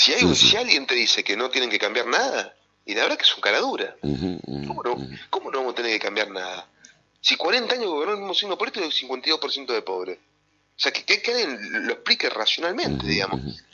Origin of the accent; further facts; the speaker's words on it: Concepción del Uruguay, Entre Ríos, Argentina; Yo soy de Concepción del Uruguay, no soy de acá